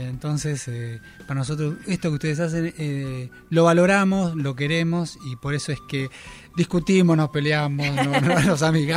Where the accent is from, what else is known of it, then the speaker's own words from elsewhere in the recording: Presidencia Roque Sáenz Peña, Chaco, Argentina; also born or lived in Uruguay; Yo nací en Uruguay, pero de chiquito me fui a criar allá. A Presidencia, a la plaza.